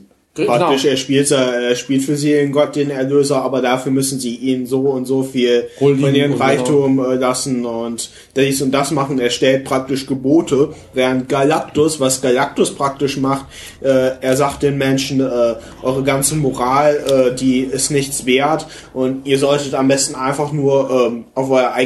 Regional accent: Germany; Ich bin ja auch Deutscher und habe früher immer sehr gerne mal einen Manga-Stil gezeichnet.

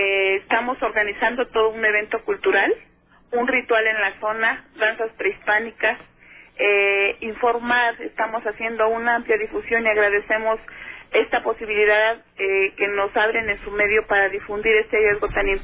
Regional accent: Mexico; a muchos de nosotros mexicanos, porque somos mexicanos, nos permitan recobrar esta identidad

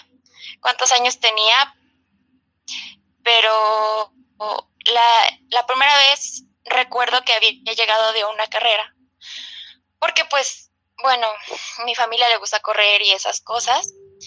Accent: Tláhuac, Mexico City, Mexico; de México. Soy de Tlahuita la Bella.

